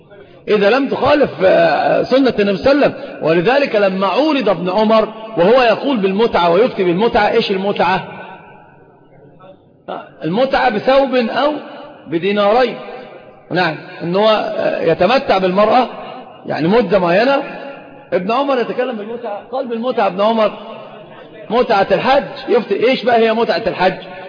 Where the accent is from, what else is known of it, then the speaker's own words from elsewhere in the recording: Saudi Arabia; والخف ظاهر عندنا في السعودية